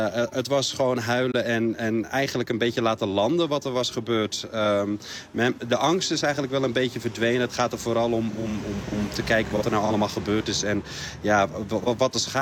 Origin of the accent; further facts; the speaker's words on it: Morocco; now in Netherlands; Dat is in tegenstelling tot heel veel Marokkanen in Nederland waar wij vandaan komen. De meesten komen uit het Rif. Wij komen daar uit de Hoge Atlas.